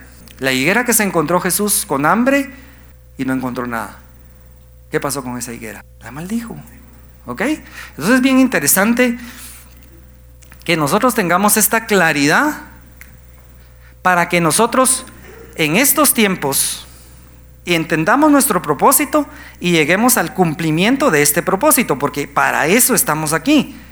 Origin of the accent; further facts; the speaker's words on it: Guatemala; creo que nuestra identidad como guatemaltecos la tenemos que cambiar